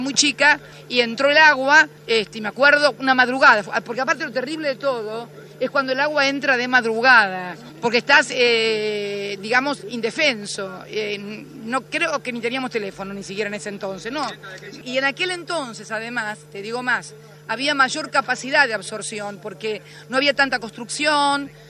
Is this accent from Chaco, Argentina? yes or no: no; Tolosa, Buenos Aires Province, Argentina; Mirá, yo soy vecina de Tolosa, de muy chica.